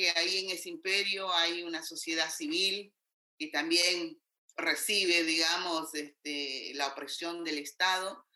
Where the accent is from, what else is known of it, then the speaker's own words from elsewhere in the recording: Guatemala; also born or lived in New York; now in Argentina; aprendí mucho, salí muy joven de Guatemala y creo que eso me nutrió muchísimo, y estando acá en Argentina